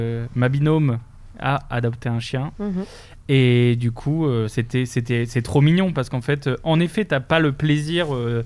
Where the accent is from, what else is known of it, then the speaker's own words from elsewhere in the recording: Lille, Hauts-de-France, France; on avait ramené en France, à Lille où j'habitais.